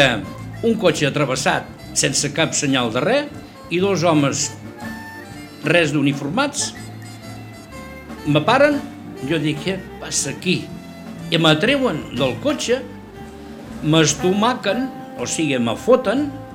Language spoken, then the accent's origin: Spanish; Catalonia, Spain; Catalán, sí, sí. De pura